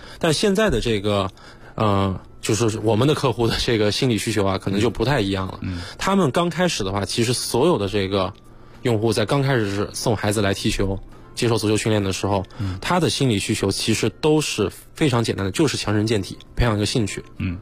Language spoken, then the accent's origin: Chinese; Kunming, Yunnan, China; 我老家是云南昆明的，